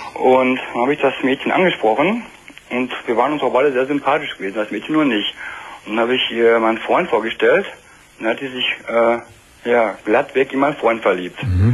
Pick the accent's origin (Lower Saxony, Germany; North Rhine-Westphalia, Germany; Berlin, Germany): North Rhine-Westphalia, Germany; Wir kommen beide aus dem Ruhrgebiet.